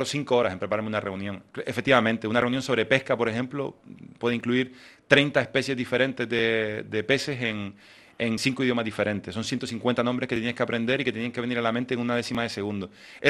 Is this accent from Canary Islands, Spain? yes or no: yes; Canary Islands, Spain; accent: Canarian; Las personas que trabajamos en instituciones internacionales con nuestro acento canario